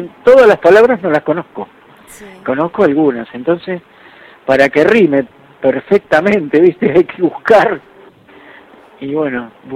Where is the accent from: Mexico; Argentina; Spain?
Argentina; Mataderos, Buenos Aires; also born or lived in Caballito; Yo viví... No nací en Caballito. Y de chiquito fui, bueno, de nacido fui a vivir a la República de Mataderos.